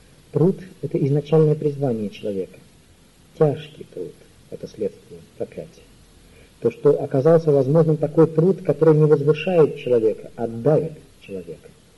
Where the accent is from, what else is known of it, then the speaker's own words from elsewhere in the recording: Moscow, Russia; Опять же, помните, я несчастный москвич.